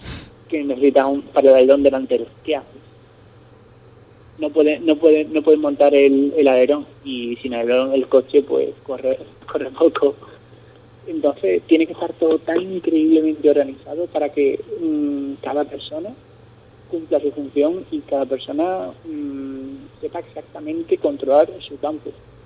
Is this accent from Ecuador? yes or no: no; Spain; son pilotos españoles y como español, pues uno tiene ese sentimiento